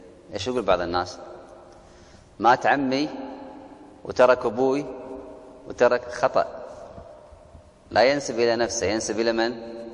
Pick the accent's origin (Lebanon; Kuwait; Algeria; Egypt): Kuwait; عندنا في الكويت ولله الحمد مجانا